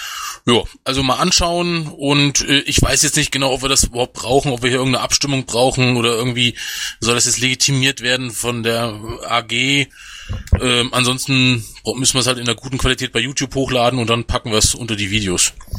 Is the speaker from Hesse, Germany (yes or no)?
yes; Hesse, Germany; Ja, das kommt hin. Ich komme ja aus Hessen.